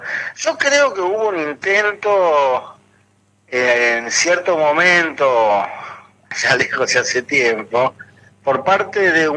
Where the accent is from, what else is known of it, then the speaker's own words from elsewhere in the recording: England, United Kingdom; Si bien yo soy bilingüe, o sea, porque como les contaba, me crié en parte en Inglaterra.